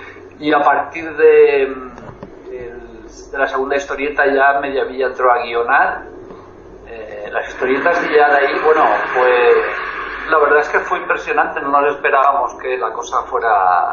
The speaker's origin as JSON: {"language": "Spanish", "town": "Lleida", "region": "Catalonia", "country": "Spain", "tie": "born or raised there", "said": "yo soy de Lérida, que es una ciudad al norte de Cataluña, que es una ciudad interior, y eso, y crecí allí en plena época del franquismo y todo eso. Y la verdad es que era un sitio bastante gris, que no pasaba mucho"}